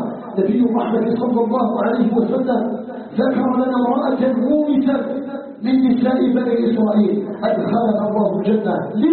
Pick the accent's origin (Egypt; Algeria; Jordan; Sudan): Algeria; نسألك جل وعلا أن يجعل بلدنا الجزائر بلدا آمنا مطمئنا